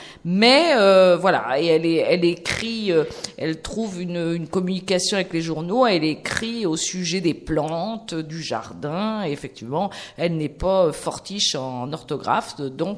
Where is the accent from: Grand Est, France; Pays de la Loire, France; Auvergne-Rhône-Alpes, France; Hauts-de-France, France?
Pays de la Loire, France; Nantes; moi, je suis nantaise